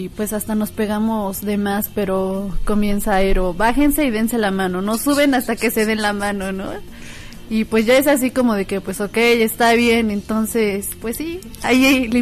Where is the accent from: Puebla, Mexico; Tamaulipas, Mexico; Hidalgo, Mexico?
Hidalgo, Mexico; Pachuca; now in Tulancingo, Mexico; a veces piensan que soy de Tulancingo, pero no, soy originaria de Pachuca, pero resido en Tulancingo.